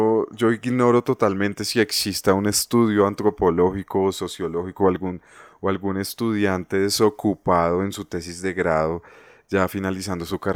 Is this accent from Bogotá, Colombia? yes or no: yes; Bogotá, Colombia; yo nací y me crié en el Tunal.